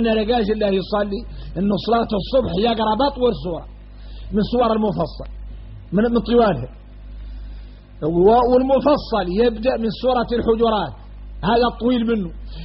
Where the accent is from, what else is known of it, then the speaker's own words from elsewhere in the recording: Mauritania; وإحنا موريتاني فاصلين في حد يطول